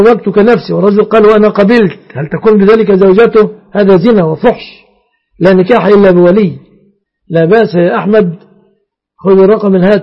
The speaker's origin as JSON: {"language": "Arabic", "country": "Egypt", "said": "الجرة في بلادنا مصر البلاصي"}